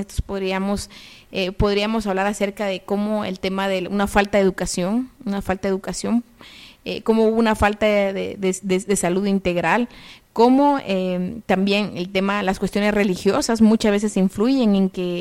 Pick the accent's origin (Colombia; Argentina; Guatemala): Guatemala; ¿Cómo es que nosotras y nosotros como sociedad guatemalteca vemos estos fenómenos?